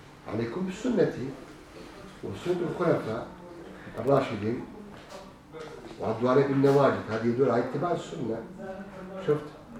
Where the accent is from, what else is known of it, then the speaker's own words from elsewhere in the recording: Turkey; كل بلد له طبيعته طبيعته تقاليد مثلا عندنا في تركيا بدعات أخرى بدعات غير موجودة عندكم